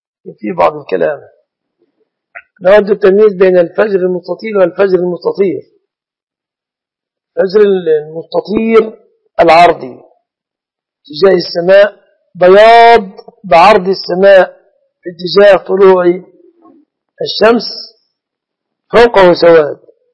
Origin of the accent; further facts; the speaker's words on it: Minyat Samanoud, Dakahlia, Egypt; يقول أنت منين؟ من مصر. أنا من محافظة اسمها الدقهلية معروفة، قرية مني سمنود، مركز أجهة دقالي.